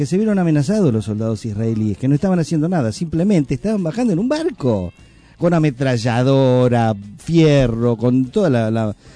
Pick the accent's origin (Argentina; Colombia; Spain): Argentina; Buenos Aires; Yo viniendo de Capital y siendo porteño